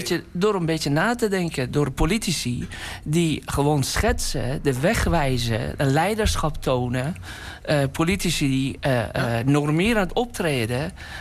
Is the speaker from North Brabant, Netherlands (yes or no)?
no; Amsterdam, North Holland, Netherlands; now in Rotterdam, Netherlands; als Amsterdammer zeg ik dat hier in Rotterdam...